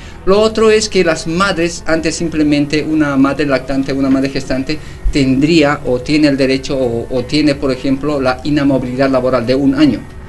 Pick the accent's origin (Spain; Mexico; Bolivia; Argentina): Bolivia; he visto la evolución de cómo se van armando los primeros de mayo, por ejemplo, en mi país